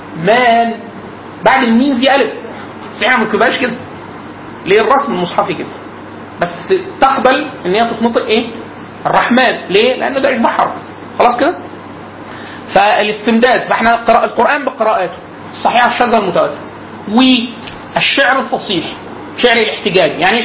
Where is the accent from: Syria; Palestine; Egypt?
Egypt; Upper Egypt; accent: close to Cairene; فانا مثلا انا راجل من الصعيد, عشت طول حياتي لغايه سنه 2005 في الصعيد خلاص